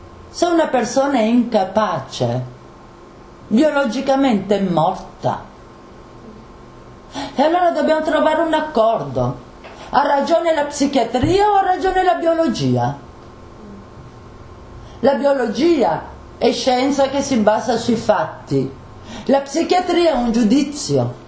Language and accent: Italian; Bologna, Emilia-Romagna, Italy; Guardi, io vengo da Bologna, queste cose di Faenza ne ho sentite a bizzeffa